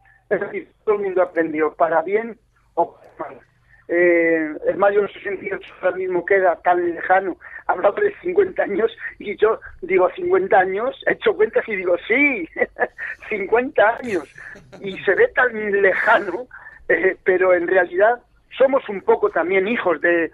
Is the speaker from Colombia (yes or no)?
no; Madrid, Community of Madrid, Spain; yo que soy de Vallecas, estaba con comunistas